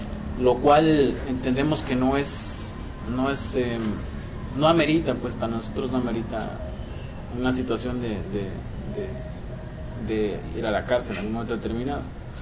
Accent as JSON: {"language": "Spanish", "country": "Mexico", "said": "para nosotros como mexicanos es el alimento básico"}